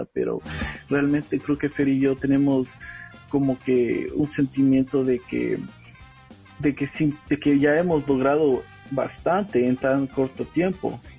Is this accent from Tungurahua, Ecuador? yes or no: no; Quito, Pichincha, Ecuador; una banda de reggae de donde soy yo, de Quito